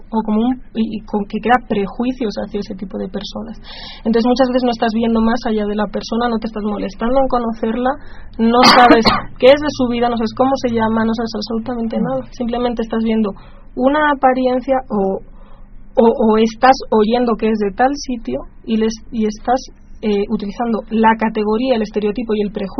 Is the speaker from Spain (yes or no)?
yes; Spain; bueno, yo soy española, ¿no?